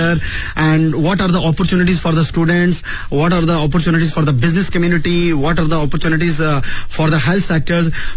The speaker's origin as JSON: {"language": "English", "country": "Pakistan", "second_language": "English", "lives_now": "China", "said": "heard that I'm from Pakistan, I'm a Pakistani citizen."}